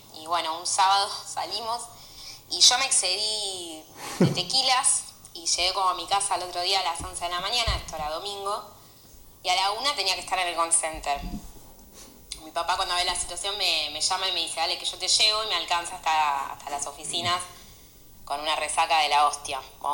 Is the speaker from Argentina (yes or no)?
yes; Lanús, Buenos Aires Province, Argentina; soy de Lanús.